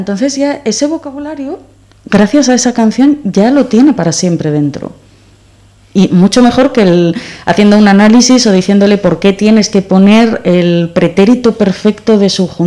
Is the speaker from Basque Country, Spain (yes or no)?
no; La Felguera, Asturias, Spain; me llevó mi madre, la pobre, hasta Oviedo, yo soy de La Felguera, me llevó hasta Oviedo